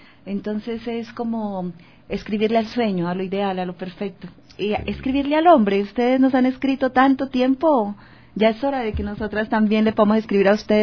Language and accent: Spanish; Tulcán, Carchi, Ecuador; Pues soy de frontera, soy de Tulcán, mi madre es colombiana de Ipiales, soy ciudadana del mundo.